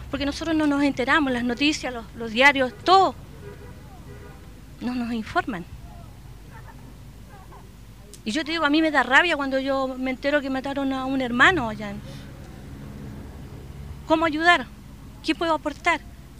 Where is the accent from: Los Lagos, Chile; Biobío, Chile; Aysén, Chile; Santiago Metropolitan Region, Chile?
Santiago Metropolitan Region, Chile; Santiago; Yo soy una mapuche, nacida y criada en Santiago